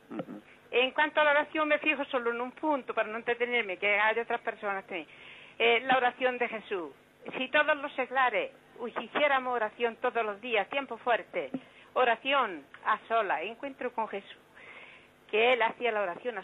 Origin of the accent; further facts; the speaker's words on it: Granada, Andalusia, Spain; soy una señora de Granada, una seglar.